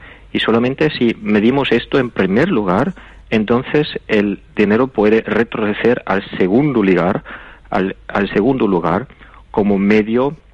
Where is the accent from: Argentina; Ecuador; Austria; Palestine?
Austria; el rechazo del sistema actual es igual de grande en mi país, en Austria